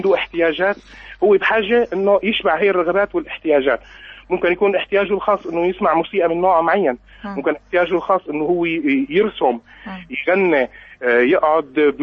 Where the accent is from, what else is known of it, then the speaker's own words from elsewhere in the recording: Syria; أنه نحن عندنا بسوريا الكلمة المستخدمة هي كلمة نفسه تماماً